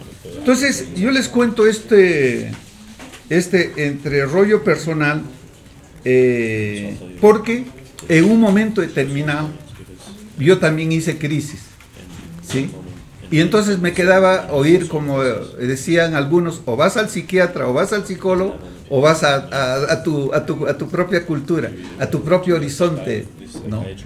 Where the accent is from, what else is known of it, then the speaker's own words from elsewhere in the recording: Pucallpa, Ucayali, Peru; en Cusco, en mi tierra, en Pucallpa